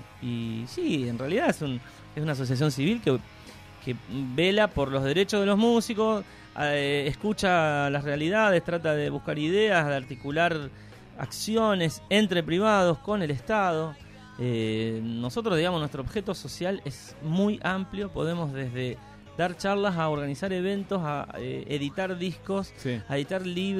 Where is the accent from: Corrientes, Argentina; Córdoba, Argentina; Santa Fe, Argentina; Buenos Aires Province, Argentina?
Santa Fe, Argentina; Reconquista; son de pueblos o de ciudades, sí, como en mi caso, que soy de Reconquista